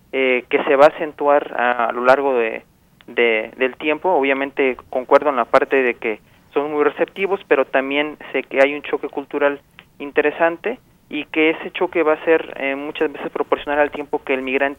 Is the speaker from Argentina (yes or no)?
no; Oaxaca, Mexico; Yo soy originario de Oaxaca, vivo en una ciudad relativamente mediana en el estado, pero convivo mucho con las comunidades alrededor.